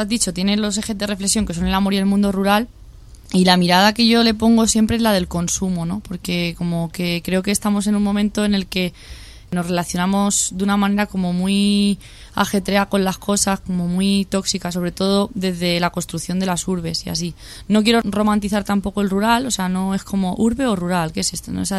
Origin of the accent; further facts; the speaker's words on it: San Fernando de Henares, Community of Madrid, Spain; also born or lived in Coslada; Yo nací en Madrid. Me he criado en San Fernando de Henares y Coslada, en municipios así de la periferia, y siempre he estado vinculada a los pueblos de mi familia, que son Villamayor de Santiago en Cuenca y Cifuentes en Guadalajara.